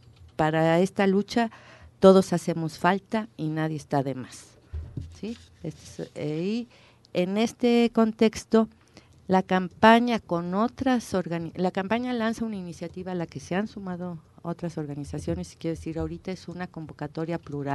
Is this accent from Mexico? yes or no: yes; Mexico; porque como mexicanos no nos estamos dejando